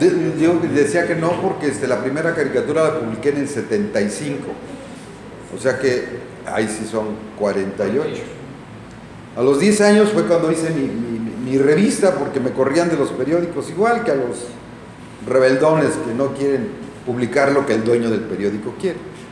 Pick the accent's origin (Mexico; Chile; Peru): Mexico; Cuautla, Morelos; cuando yo me fui a vivir a mi tierra, yo soy de Cuautla, me fui a estudiar a México, la vocacional y luego geología.